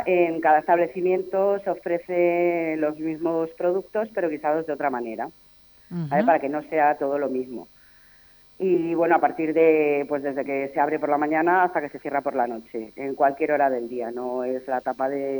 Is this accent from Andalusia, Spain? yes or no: no; Galicia, Spain; also born or lived in Madrid; now in Cervera de los Montes, Spain; Hombre, yo las tomo con mucha ilusión, porque más que nada soy gallega. Entonces, la primera, pues, tenía que ser de mi tierra, sí o sí.